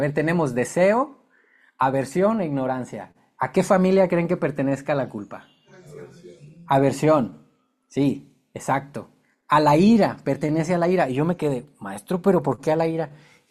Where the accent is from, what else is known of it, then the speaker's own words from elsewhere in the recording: Guadalajara, Jalisco, Mexico; born there; Nací aquí en Guadalajara y nací católico.